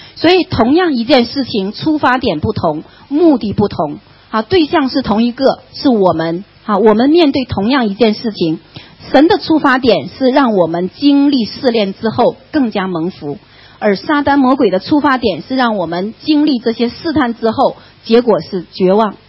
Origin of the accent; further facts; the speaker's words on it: China; 那我从中国来到这边，跟人家一起吃饭很麻烦